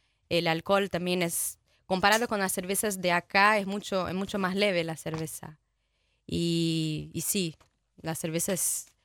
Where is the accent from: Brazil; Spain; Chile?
Brazil; São Paulo; Spanish is a second language; moved away; also born or lived in Fortaleza; Sí, sí. Paulista. Una ciudad que está 100 kilómetros más o menos de la capital.